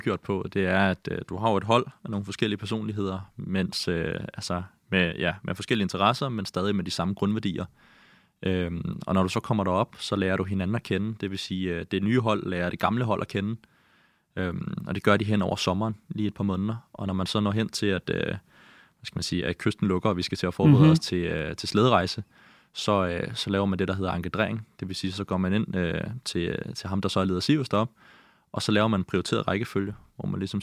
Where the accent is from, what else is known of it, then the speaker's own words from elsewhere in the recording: Copenhagen, Capital Region of Denmark, Denmark; also born or lived in Greenland; Jeg er vokset op på Amager, og jeg har boet 5 år i Grønland, da jeg var yngre, mellem jeg var 8 og 13.